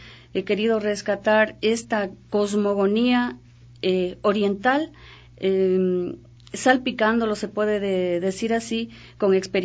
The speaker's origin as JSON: {"language": "Spanish", "town": "Macas", "region": "Morona Santiago", "country": "Ecuador", "tie": "born there", "said": "Bueno, yo nací en Macas y realmente no he vivido todo el tiempo ahí, pero creo que los recuerdos quedan intactos cuando en la niñez usted vive intensamente"}